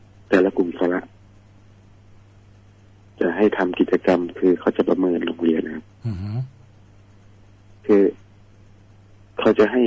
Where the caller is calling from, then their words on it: Surin, Thailand; ตอนนี้อยู่สุรินทร์ครับ